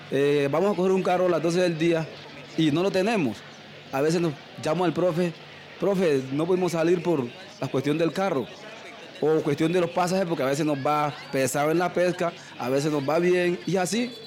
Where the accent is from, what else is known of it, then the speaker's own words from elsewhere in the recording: El Valle, Chocó, Colombia; Nosotros somos del corregimiento del Valle.